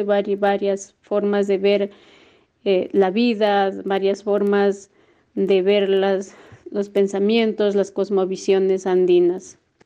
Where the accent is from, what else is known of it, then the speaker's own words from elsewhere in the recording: Porcón Bajo, Cajamarca, Peru; soy de Porcón Bajo, una comunidad campesina que queda al norte de Cajamarca, Perú.